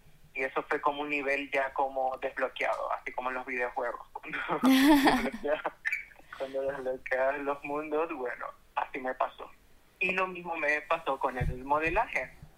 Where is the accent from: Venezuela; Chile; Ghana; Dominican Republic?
Venezuela; porque en el contexto en el que vengo, soy venezolana